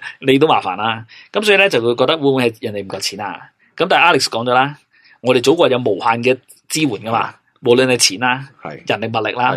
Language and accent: Cantonese; Hong Kong; 我哋香港人就唔使谂噶啦